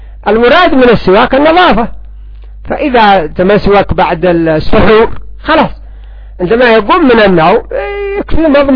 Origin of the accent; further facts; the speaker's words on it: Yemen; ولا سيما عندنا في اليمن